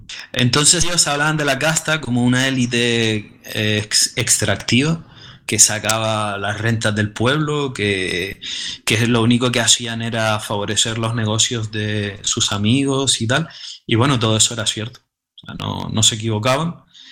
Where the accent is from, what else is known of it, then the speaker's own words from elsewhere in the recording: Canary Islands, Spain; también se ha visto en mi tierra, que son las Islas Canarias